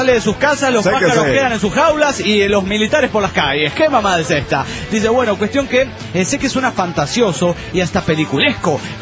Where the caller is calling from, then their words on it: Spain; de Gran Olars, España.